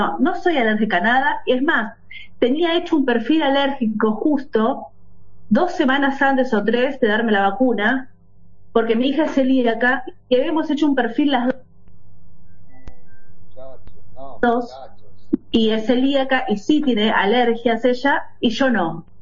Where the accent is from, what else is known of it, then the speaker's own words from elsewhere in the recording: Lanús, Buenos Aires Province, Argentina; hoy me presenté en el grupo de WhatsApp, tengo 48 años, soy de Buenos Aires, de Zona Sur, de Lanús, de la República de Lanús.